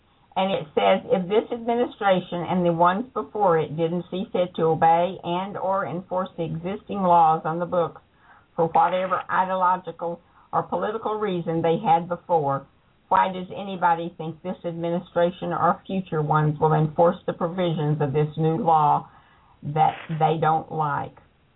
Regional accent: the South, United States; I was raised in the South, where if you were black and walked into a restaurant, they could refuse service to you.

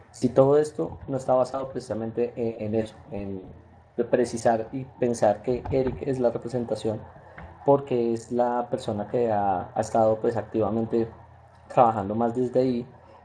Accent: Colombia; ustedes saben que soy de Colombia, los que saben

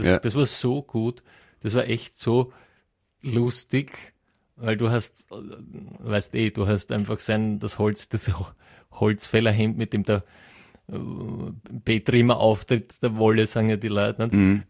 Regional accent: Padua, Veneto, Italy; Eben, du hast das richtig gesagt, ich komme ja aus Padua

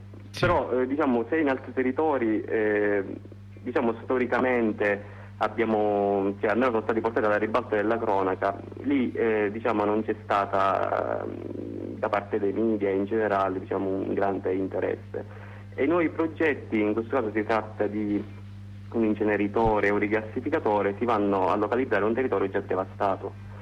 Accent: Sicily, Italy; noi siamo partiti da un presupposto, soprattutto da siciliani.

